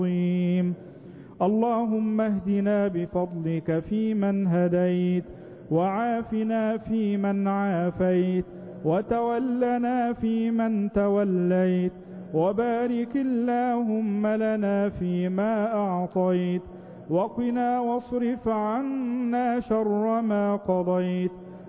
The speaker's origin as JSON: {"language": "Arabic", "country": "Egypt", "said": "اللهم اجعل بلدنا مصر أمنا أمانا"}